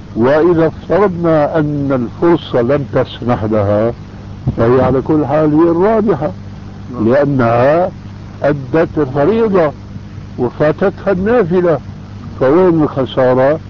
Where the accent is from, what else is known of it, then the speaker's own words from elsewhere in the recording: Syria; وانا ماني كما يقولوا عندنا في الشام حشو الكب هيك